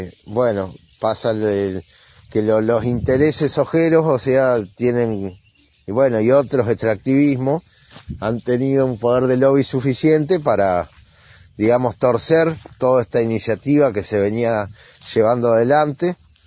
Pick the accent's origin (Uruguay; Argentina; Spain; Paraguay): Argentina; Gualeguaychú, Entre Ríos; soy acá de Rincón del Gato, es una zona rural acá de Gualeguaychú, Entre Ríos.